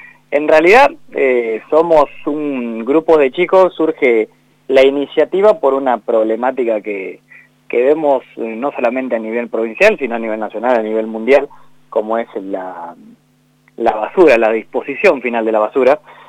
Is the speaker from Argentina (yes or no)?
yes; La Pampa, Argentina; Somos todos pampeanos